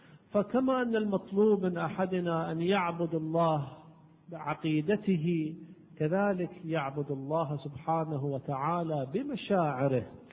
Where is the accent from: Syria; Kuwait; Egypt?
Kuwait; على كل حال احنا عندنا بالكويت يقولون هذا الميدان شنو يا ميدان